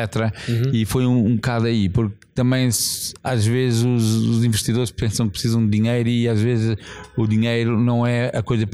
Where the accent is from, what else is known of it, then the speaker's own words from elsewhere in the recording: South Africa; Eu também, assim, nasci na África do Sul, tive uma juventude num tempo que foi um tempo muito diferente, um país que estava a passar muitas mudanças